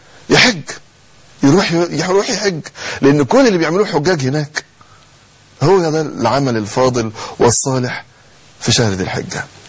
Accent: Egypt; احنا عندنا مشكلة كمصريين

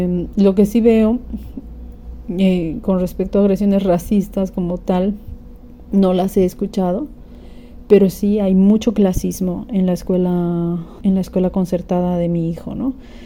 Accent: Bolivia; now in Barcelona, Spain; Yo soy de Bolivia, tengo un hijo de 8 años actualmente. Él está escolarizado y vivimos en Barcelona.

